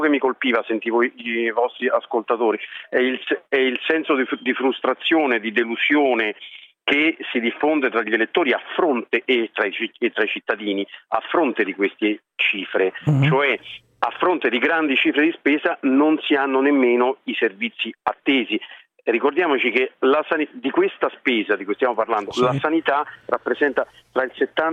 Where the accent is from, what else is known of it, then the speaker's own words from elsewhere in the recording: Lazio, Italy; io sono laziale, peraltro di sangue campano